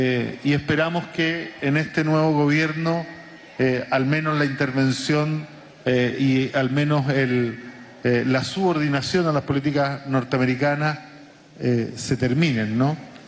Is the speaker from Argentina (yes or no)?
no; Chile; Y lo digo como chileno porque nosotros no alcanzamos a resistir 3 años cuando tuvimos nuestro proceso